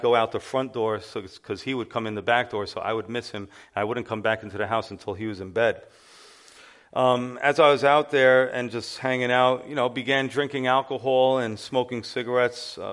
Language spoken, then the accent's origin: English; Yonkers, New York, United States; born there; And so I was born right here in Yonkers, New York, on October 13th, 1975.